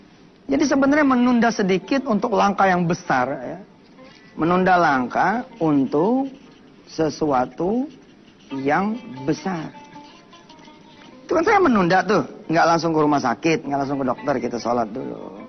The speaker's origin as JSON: {"language": "Indonesian", "region": "Jakarta", "country": "Indonesia", "accent": "Betawi", "said": "nih bahasa Indonesia lah, bahasa saya Betawi gitu ya"}